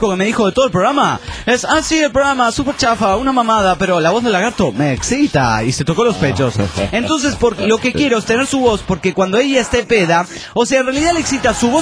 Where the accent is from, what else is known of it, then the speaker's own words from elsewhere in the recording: León, Guanajuato, Mexico; Con la noticia que vienen los … a mi pueblo. Y esto no me lo pierdo.